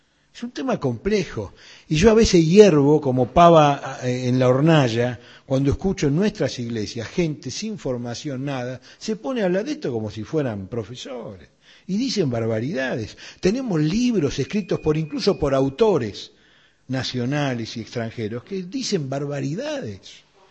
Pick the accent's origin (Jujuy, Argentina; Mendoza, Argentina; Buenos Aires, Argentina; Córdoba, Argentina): Buenos Aires, Argentina; yo de chico en Pompeya